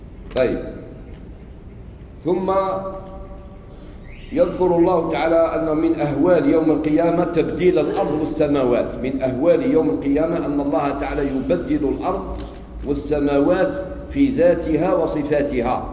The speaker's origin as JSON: {"language": "Arabic", "country": "Algeria", "said": "عندنا في الجزائر علماء"}